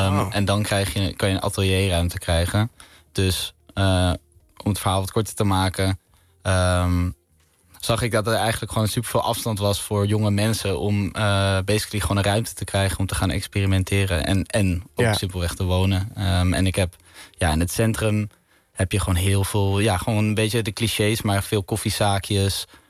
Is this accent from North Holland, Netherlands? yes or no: yes; Amsterdam, North Holland, Netherlands; Ja, ik ben geboren in Slotermeer, in het huis van mijn ouders.